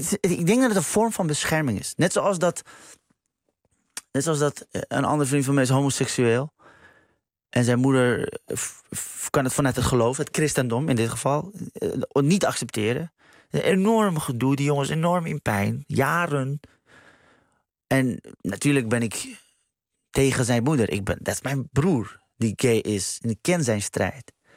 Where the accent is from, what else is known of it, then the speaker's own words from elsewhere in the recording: Iran; Ik ben zelf Iraniër.